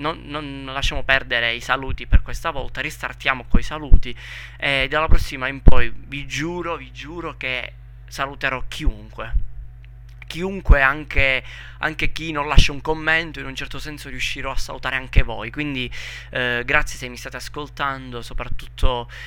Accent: Southern Italy, Italy; accent: southern Italian; io forse mi sono scordato di dire che parlo dal sud, sono del sud Italia, dunque è ovvio che ci siano questi accenti super marcati, no?

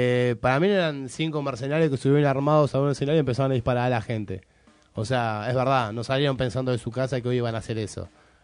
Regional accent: Buenos Aires, Argentina; Yo soy de Lugano

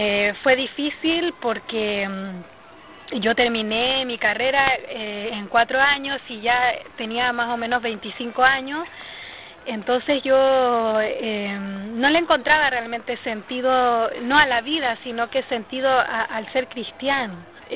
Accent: Taltal, Antofagasta, Chile; Yo nací en un hogar cristiano, mis padres actualmente son pastores de una congregación en mi ciudad natal, que es Taltal, es una ciudad pequeñita al sur de Antofagasta. Es parte de la segunda región.

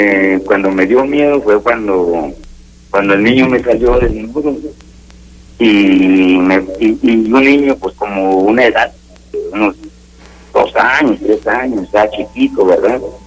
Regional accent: San Miguel de Allende, Guanajuato, Mexico; y soy de allá de San Miguel de Allende, ¿no?

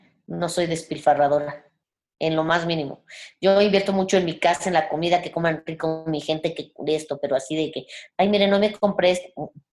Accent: Mexico; yo soy orgullosamente mexicana, soy una mujer hecha en México, como usted.

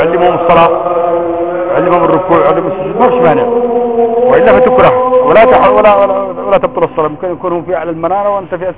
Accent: Yemen; عندنا في اليمن

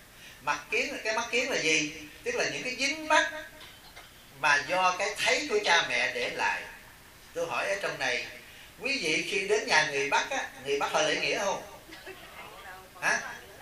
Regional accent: Southern Vietnam, Vietnam; Cha Trung mẹ Nam đó, nhưng mà tôi sống từ nhỏ trong Nam, tôi không có ảnh hưởng gì về Trung hết.

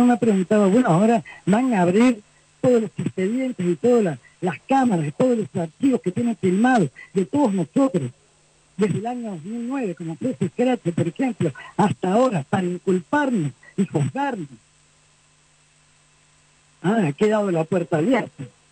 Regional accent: Argentina; now in Cuba; Soy argentina, vivo en Cuba desde el año 94

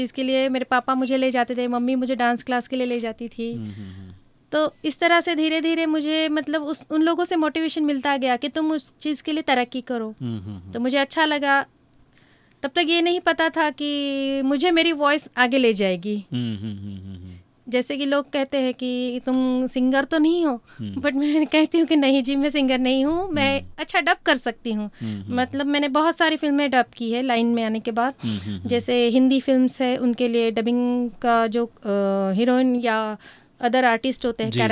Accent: Mumbai, Maharashtra, India; मैं बॉम्बे से हूँ

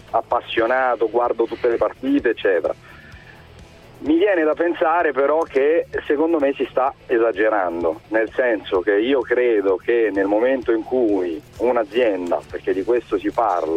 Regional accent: Rome, Lazio, Italy; No, io sono di Roma, vivo qua da parecchi

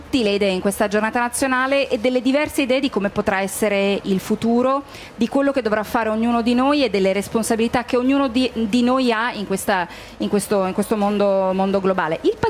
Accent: Milan, Lombardy, Italy; Io sono molto fiera da milanese

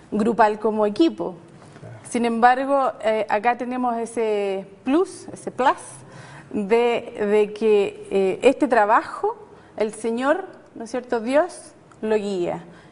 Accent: Chillán, Ñuble, Chile; also born or lived in Temuco; Chillán, en que estuve casi toda mi infancia. Luego me trasladé a Temuco y estudié allá enfermería. Después de recorrer varias ciudades de Santiago, me vine aquí, o sea, del sur. Perdón, me vine a Santiago y llegué el año 2000.

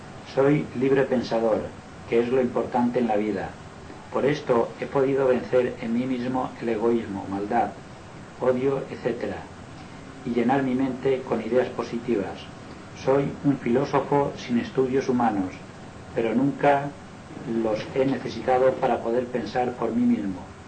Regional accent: Inca, Balearic Islands, Spain; born there; soy mallorquín nacido en Inca, pero hace muchos años que resido en Palma.

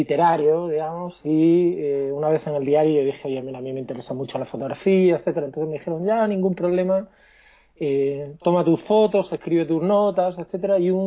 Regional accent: Asturias, Spain; also born or lived in Madrid / Cádiz; now in Santiago, Chile; soy asturiano y en Madrid. Estudié en Madrid y viví también varios años en Cádiz. Entonces tengo una mezcla de acentos

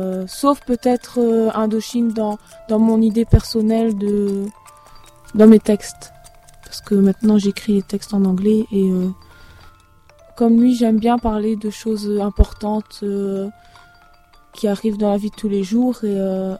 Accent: Tournai, Wallonia, Belgium; Je viens de Tournai.

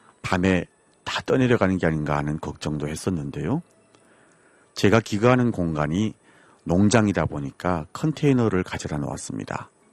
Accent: North Korea; now in Paju, South Korea; 저는 탈북민

